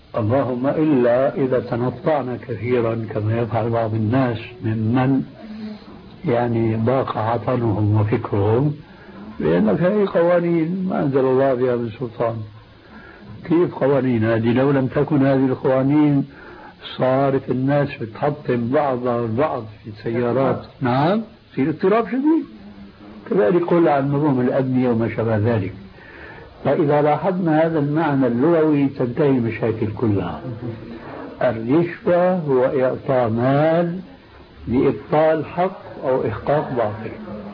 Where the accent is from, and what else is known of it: Syria